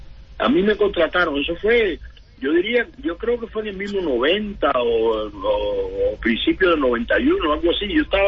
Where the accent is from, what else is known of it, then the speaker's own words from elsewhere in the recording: Cuba; moved away as an adult; yo soy cubano, yo acabo de llegar de Cuba, toco música, yo tenía 41 años